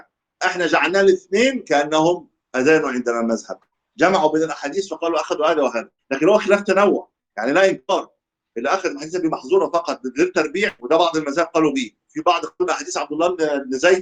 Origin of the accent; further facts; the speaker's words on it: Egypt; وفي عندها في ناس لا تاتي بالتثويب حتى كمان، بس طبعا مش عندنا في مصر